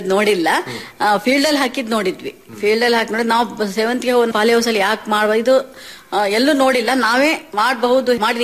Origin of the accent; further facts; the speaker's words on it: Sagar, Karnataka, India; ನಮ್ಮೂರು ಸಾಗರ ಸರ್, ಸಾಗರ ಹಳ್ಳಿ ಸಿರಗುಪ್ಪೆ ಅಂತ.